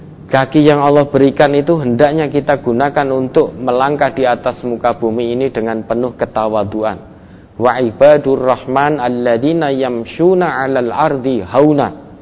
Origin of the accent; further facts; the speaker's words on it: Java, Indonesia; Kalau bahasa kita orang Jawa mungkin bisa dengan bahasa kromo kalau kita bisa.